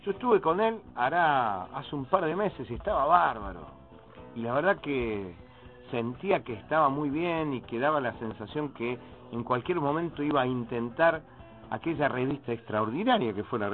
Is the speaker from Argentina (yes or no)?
yes; Santa Fe, Argentina; En la provincia de Santa Fe, de donde vengo